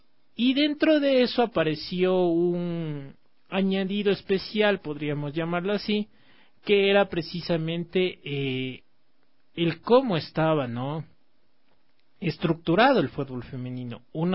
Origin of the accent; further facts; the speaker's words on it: Ecuador; como somos los ecuatorianos